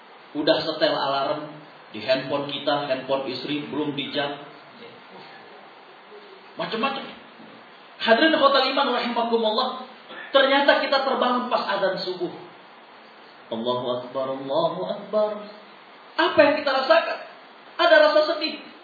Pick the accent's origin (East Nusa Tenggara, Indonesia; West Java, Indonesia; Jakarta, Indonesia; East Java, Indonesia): Jakarta, Indonesia; born there; anak kelahiran Jakarta 2 Agustus tahun 76.